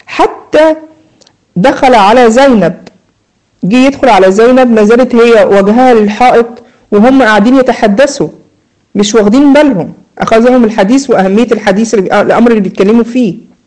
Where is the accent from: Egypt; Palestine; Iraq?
Egypt; عندنا في مصر يقولوا مثلا يقول لك يا بخت من زار وخفف.